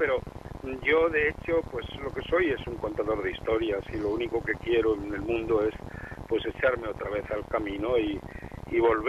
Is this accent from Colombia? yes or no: no; Granada, Andalusia, Spain; Yo soy granadino.